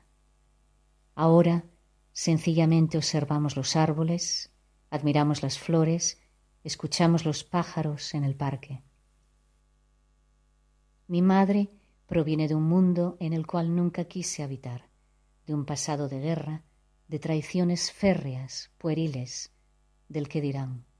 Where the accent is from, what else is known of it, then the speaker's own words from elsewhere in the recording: Asturias, Spain; now in Gijón, Spain; soy de La Cuenca. Viví muchos años fuera de España y ahora desde hace un tiempo resido en Gijón.